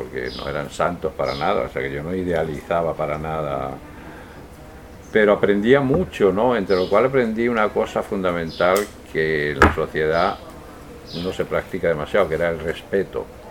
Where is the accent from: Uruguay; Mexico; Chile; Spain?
Spain; accent: Spanish; Mi inglés con mi acento español se ve.